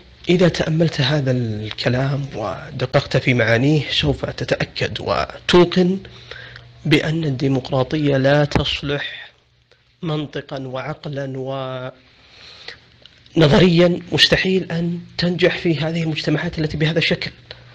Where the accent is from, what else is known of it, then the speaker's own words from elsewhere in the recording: Saudi Arabia; عندنا في السعودية وسائل تواصل مفتوحة